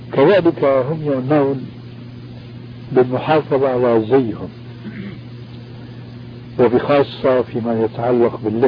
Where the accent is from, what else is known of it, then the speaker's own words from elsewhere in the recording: Damascus, Damascus Governorate, Syria; كما يقولون عندنا في دمشق الألف من المصطيجة